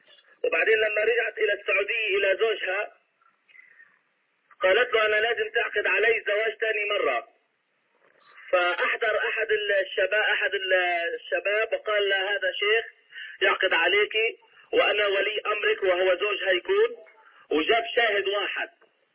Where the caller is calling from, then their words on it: United States; حياك الله يا أخي الكريم، أنا بتكلم من أمريكا